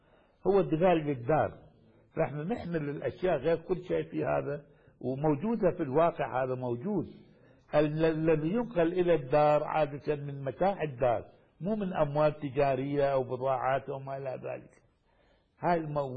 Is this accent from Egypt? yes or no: no; Baghdad, Baghdad Governorate, Iraq; مثل كما عندنا في بغداد. يعني إلى الآن كنت أتذكر هذا